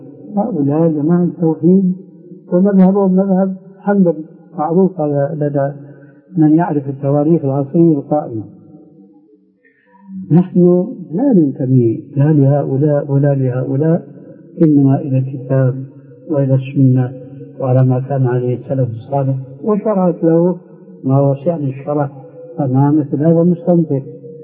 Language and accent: Arabic; Syria; إما كما يقولون عندنا في سوريا